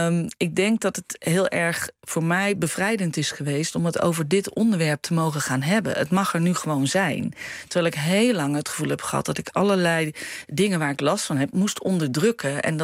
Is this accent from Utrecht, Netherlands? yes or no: no; Breda, North Brabant, Netherlands; Wij komen uit Breda en toen hadden we zoiets, we willen iedereen de kans geven om een keer te komen.